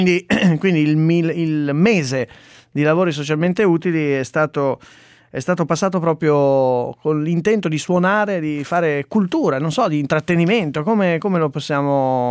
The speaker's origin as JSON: {"language": "Italian", "region": "Lombardy", "country": "Italy", "tie": "born or raised there", "said": "ho passato l'infanzia in Valtellina."}